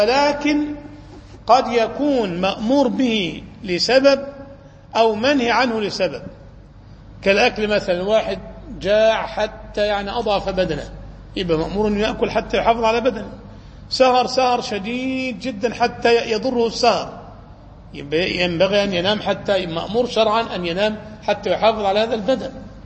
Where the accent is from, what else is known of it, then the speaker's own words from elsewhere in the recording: Cairo, Cairo Governorate, Egypt; عندنا في القاهرة الناس مش من عادتهم يلبسوا العمامة